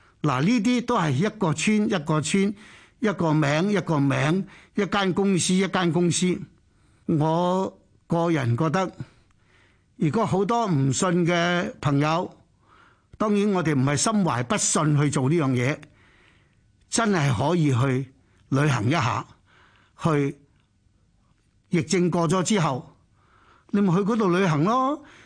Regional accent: Chaozhou, Guangdong, China; 你知福建人同我哋潮州人一样呢，係好注意药材呀呢啲嘢嘅

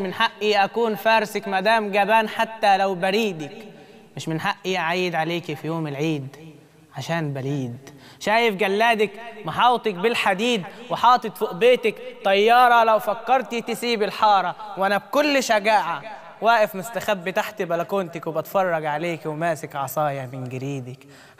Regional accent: Faiyum, Faiyum Governorate, Egypt; now in Cairo, Egypt; أنا من الفيوم، فدلوقتي نقلت القاهرة هنا

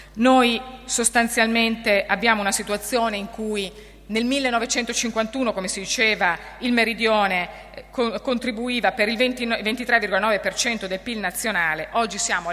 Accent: Mantua, Lombardy, Italy; io sono di Mantova, lombarda

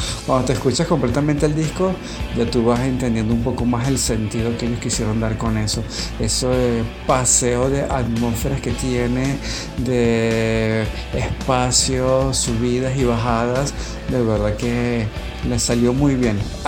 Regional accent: Venezuela; Todos nosotros que somos venezolanos

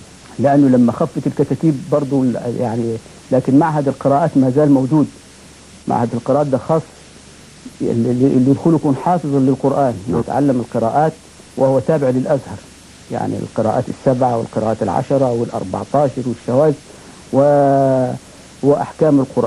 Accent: Armant, Qena Governorate, Egypt; قلت لهم أنا والله من الصعيد من بلد اسمها أرملت محافظة قنا

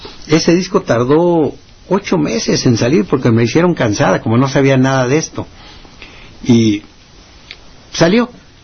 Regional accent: Sinaloa, Mexico; si vengo de Sinaloa, pues hay que grabar …

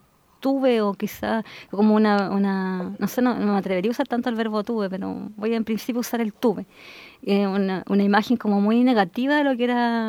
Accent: Rancagua, O'Higgins, Chile; born there; En Rancagua.

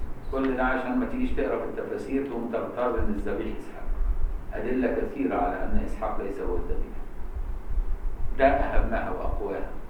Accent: Egypt; والعبور ده عملوه سوقي عندنا في مصر سوق العبور

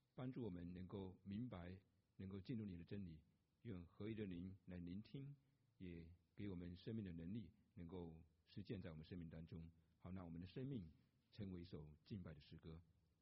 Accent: Jinjiang, Fujian, China; 多年前在我的家乡那里有卖的晋江假药，晋江是个福建一个地区

